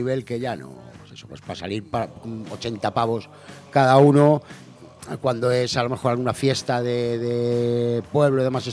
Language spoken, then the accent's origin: Spanish; Madrid, Community of Madrid, Spain; Y claro, nosotros somos de Madrid.